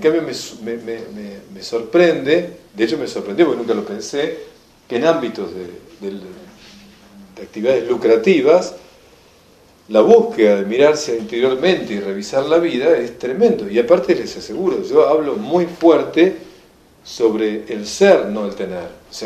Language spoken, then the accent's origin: Spanish; Argentina; Entonces, yo como llego como argentino allá, es más o menos como el Papa